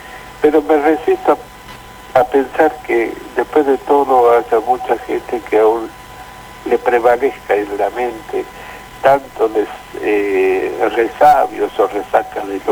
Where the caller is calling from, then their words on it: Caseros, Buenos Aires Province, Argentina; Yo tengo 70 años. … de Caseros.